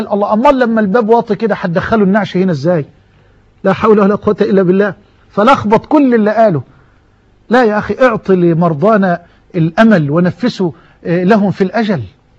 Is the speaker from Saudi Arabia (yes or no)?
no; Egypt; واجعل بلدنا مصر واحة للأمن والأمان